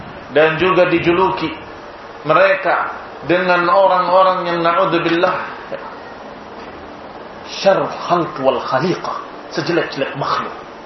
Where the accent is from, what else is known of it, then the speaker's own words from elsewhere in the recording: Cirebon, West Java, Indonesia; Saya masih ingat dulu, di daerah saya di Cirebon, didatangi dua orang yang mengajak untuk hijrah ke Lampung.